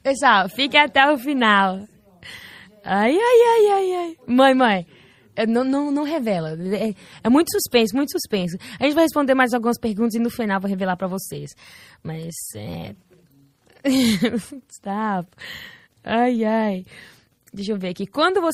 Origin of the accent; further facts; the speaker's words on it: New Jersey, United States; Mas eu nasci nos Estados Unidos, meu irmão também. E como que fala? A gente tá aqui até hoje, no mesmo estado, New Jersey.